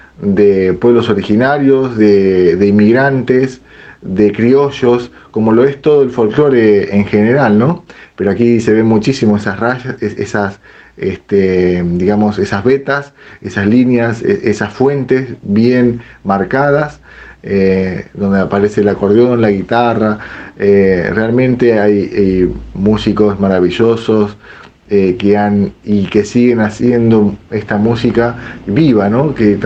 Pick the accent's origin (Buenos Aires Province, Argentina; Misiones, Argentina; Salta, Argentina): Buenos Aires Province, Argentina; Lincoln; Soy músico de Lincoln, profesor del Conservatorio Provincial Aldo Quadracha.